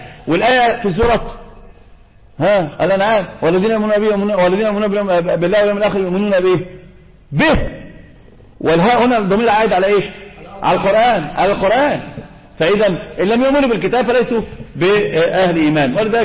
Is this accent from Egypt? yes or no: yes; Egypt; هذا منتشر عندنا في مصر